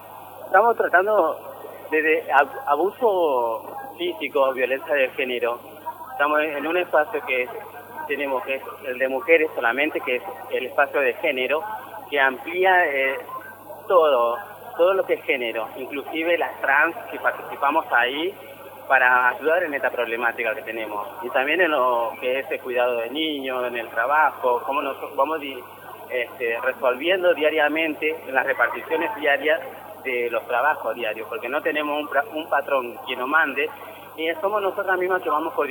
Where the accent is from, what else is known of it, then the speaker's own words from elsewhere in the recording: Tartagal, Salta, Argentina; desde Salta, desde mi ciudad de origen, que es Salta de Tartagal, al sur de la Argentina